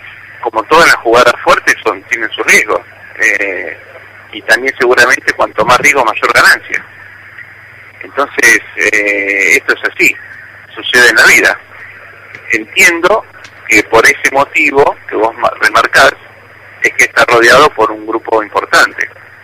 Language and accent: Spanish; Argentina; Obviamente, como argentino y como hincha